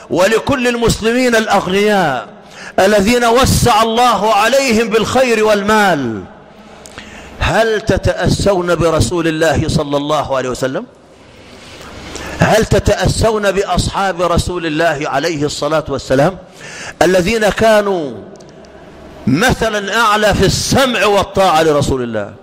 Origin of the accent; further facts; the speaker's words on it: Egypt; اللهم اجعل بلدنا مصر أمنا أمانا، سخاء رخاء